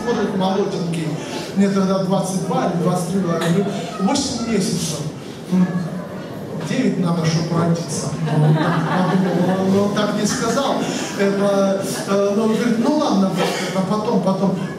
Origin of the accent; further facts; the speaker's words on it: Bryansk, Bryansk Oblast, Russia; от Москвы до, это я сам из Брянска, да, не умещается.